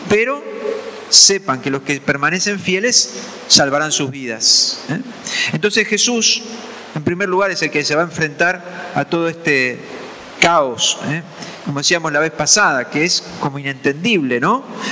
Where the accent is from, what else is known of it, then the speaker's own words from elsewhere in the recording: Argentina; otra vez como argentinos estamos envueltos en una crisis